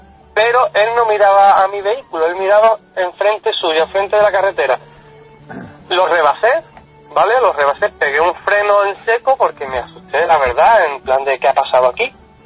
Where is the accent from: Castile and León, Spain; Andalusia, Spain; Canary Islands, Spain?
Andalusia, Spain; Algeciras; yo soy de Algeciras, y de Algeciras a Olvera y hay un caminito